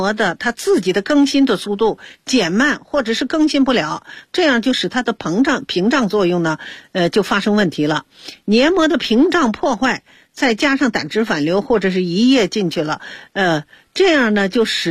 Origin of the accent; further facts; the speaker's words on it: China; 所以它在这个我们中国人的心目中啊，灵芝是非常好的东西